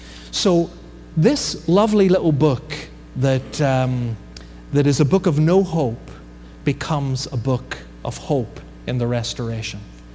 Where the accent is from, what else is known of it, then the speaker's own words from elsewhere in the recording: Ireland; You know, I'm Irish, what can I say?